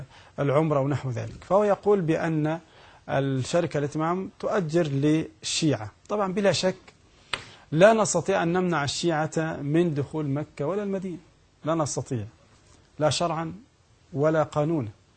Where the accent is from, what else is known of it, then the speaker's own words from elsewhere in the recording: Egypt; البنوك عندنا في مصر 3 أقسام